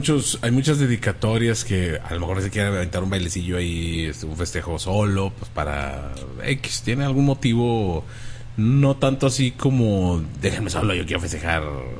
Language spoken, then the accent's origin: Spanish; Anaheim, California, United States; De Anaheim. Soy de Anaheim.